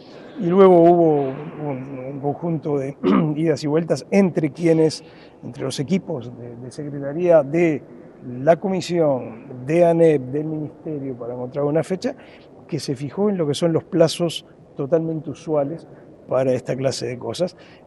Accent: Uruguay; somos todos uruguayos, todos queremos lo mejor para la educación de este país

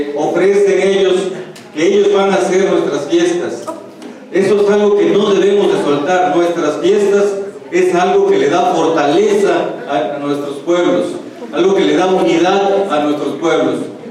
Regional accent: Yucatán Peninsula, Mexico; Nosotros venimos de Tierra Maya. Venimos del territorio maya de la península de Yucatán.

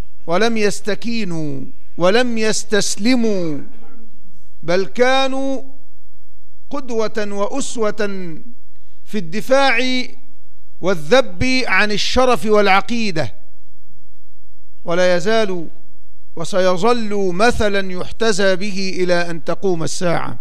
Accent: Egypt; من تاريخ بلدنا مصر، وهي تمر في هذه الأوقات بمرحلة شديدة الأهمية

